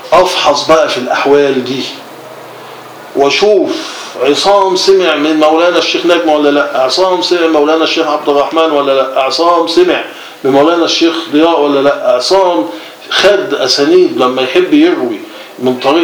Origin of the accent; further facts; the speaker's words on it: Cairo, Cairo Governorate, Egypt; هو قاهري وانا قاهري، شبراوي وانا شبراوي.